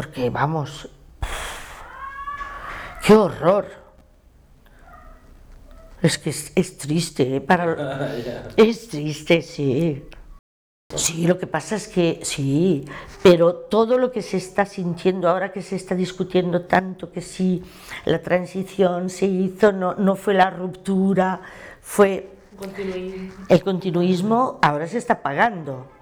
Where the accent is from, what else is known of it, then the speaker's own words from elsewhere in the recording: Saint-Denis, Île-de-France, France; yo soy del Cinturón Rojo de París, soy de Saint-Denis.